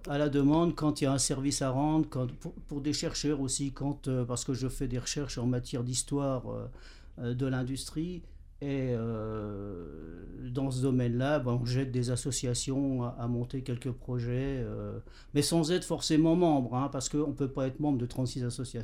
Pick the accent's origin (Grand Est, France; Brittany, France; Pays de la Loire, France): Grand Est, France; Jarville; born there; Donc je suis né à Jarville, hein, dans la région, devant les ruines des forges du Nord-Est.